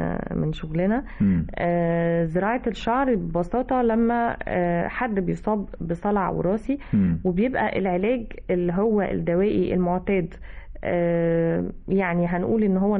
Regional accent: Egypt; احنا كمصريين بدأنا نستخدمه كلفظ ان احنا مش حابين بعض

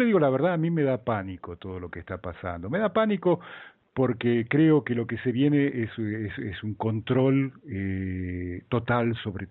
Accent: Argentina; Y yo con la Argentina, le soy sincero, tengo el cuádruple de miedo. Porque yo soy argentino

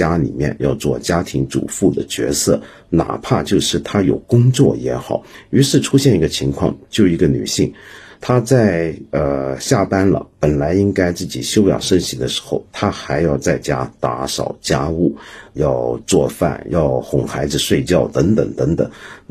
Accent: Hong Kong; 所以我们香港人工时过长是早就是一个家常便饭了

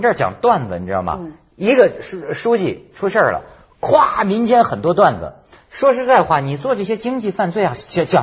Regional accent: China; 你知道我们中国人要搞一个人讲究要什么呢？搞倒搞臭。

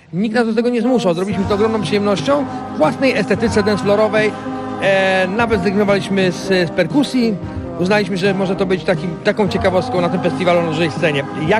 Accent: Wrocław, Lower Silesian Voivodeship, Poland; sam jestem z Wrocławia

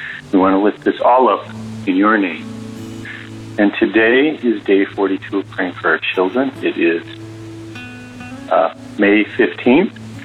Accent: Wisconsin, United States; Hello, Daily Audio Bible. We're from Wisconsin.

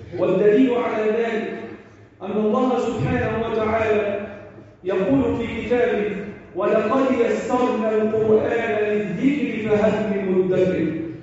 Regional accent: Egypt; اللهم احفظ بلدنا مصر

